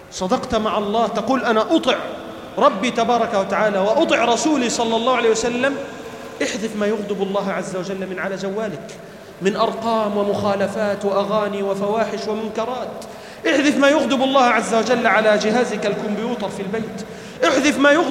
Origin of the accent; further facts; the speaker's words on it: Egypt; اللهم احفظ بلدنا مصر من كل شر وسوء يا رب العالمين